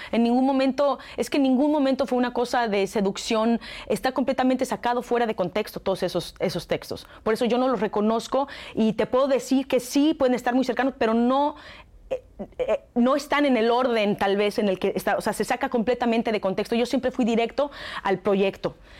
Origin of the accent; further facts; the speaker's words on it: Mexico; lo que siento yo como mexicana